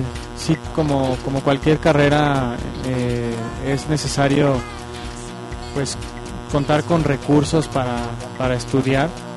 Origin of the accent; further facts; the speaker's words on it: Mexico; siendo mexicano y teniendo el corazón mexicano.